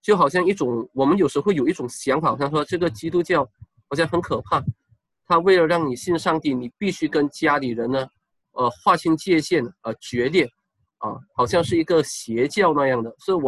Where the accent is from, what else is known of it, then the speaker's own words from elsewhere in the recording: Malaysia; 我来自马来西亚，我是马来西亚中学语文老师，我2009年也毕业于北大中文系。